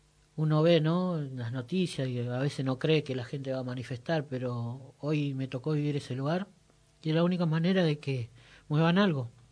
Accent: Cuartel Quinto, Buenos Aires Province, Argentina; Me crié prácticamente en Cuartel Quinto, más allá de que yo ahora vivo en Ayelén, pero mis hermanos y mis familiares están todos ahí.

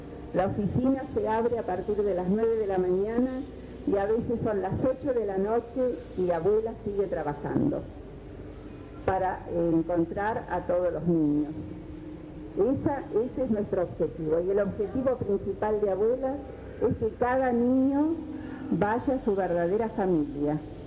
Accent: Argentina; Al menos así es en mi país, en Argentina.

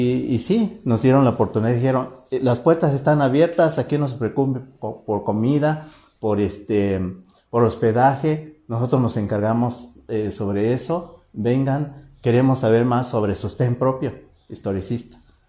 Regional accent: Oaxaca, Mexico; aunque vivimos aquí, pero somos de Oaxaca.

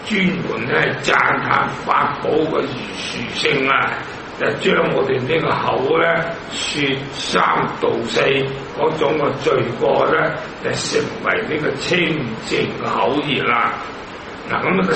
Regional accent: Hong Kong; 我都系香港人啦

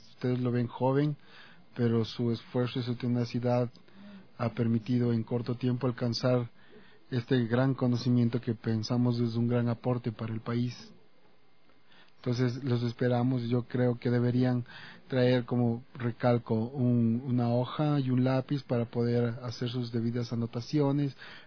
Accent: Ecuador; lo que es Ecuador, y somos ecuatorianos y podemos avanzar, creo.

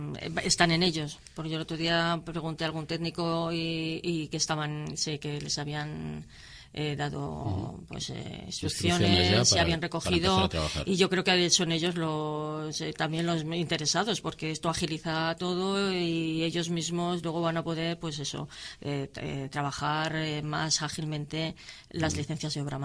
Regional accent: Laredo, Cantabria, Spain; los que somos de Laredo paguemos menos

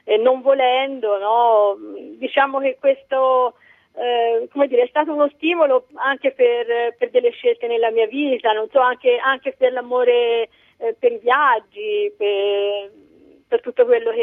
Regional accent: Siena, Tuscany, Italy; sono nata a Siena e poi mi sono trasferita in questo paese a 20 anni.

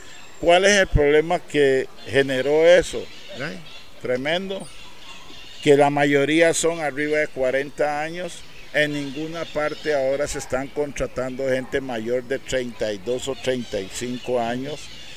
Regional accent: Limón, Costa Rica; No nos ven con ojos que somos costarricenses

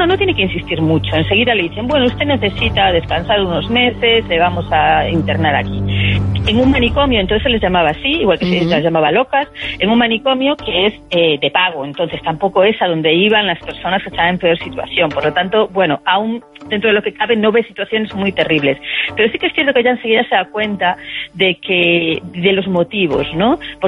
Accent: Galicia, Spain; yo soy gallega, ella vino a Galicia

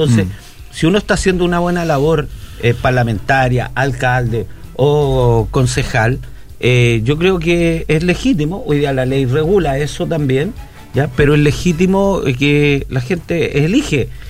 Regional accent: Marga Marga, Valparaíso, Chile; Yo soy de Marga Marga.

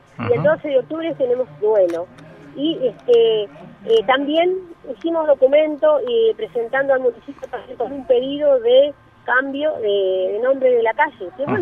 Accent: Río Negro, Argentina; yo, que me crié así en un pueblito de Conan y yo, porque yo soy de Río Negro, nací allá

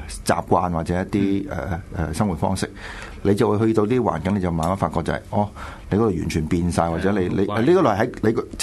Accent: Hong Kong; 知道我是香港人而我不是中国人

